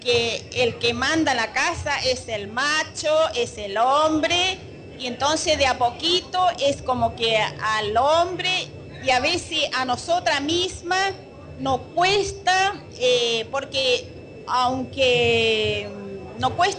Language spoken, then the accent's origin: Spanish; Formosa, Argentina; vengo de una provincia de Formosa, del campo, donde realmente en el campo, en un pueblito, como todos saben, las provincias del norte, está muy marcado el machismo.